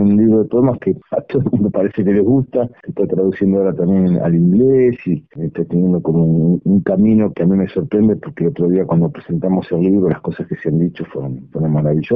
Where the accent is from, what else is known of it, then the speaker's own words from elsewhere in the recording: Argentina; nos marca como identidad argentina, que es las Islas Malvinas